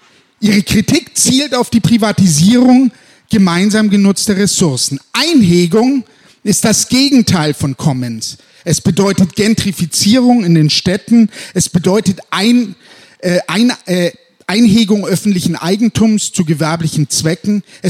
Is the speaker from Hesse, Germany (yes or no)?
yes; Frankfurt, Hesse, Germany; now in Berlin, Germany; Ich komme gerade aus Berlin, ich lebe in Bayern und in Berlin, aber die wenigsten wissen, dass dies hier ganz, ganz lang meine Heimatstadt war, Frankfurt hier.